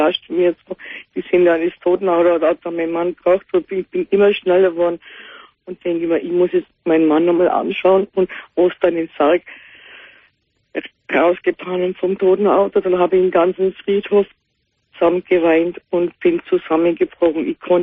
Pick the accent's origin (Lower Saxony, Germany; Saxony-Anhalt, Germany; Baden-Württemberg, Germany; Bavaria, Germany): Bavaria, Germany; Ja, ich komme aus Bayern.